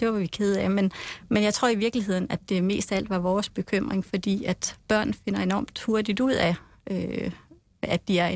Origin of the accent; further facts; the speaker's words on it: Frederikshavn, North Denmark Region, Denmark; jeg kommer fra Frederikshavn, og jeg er selv gået i folkeskole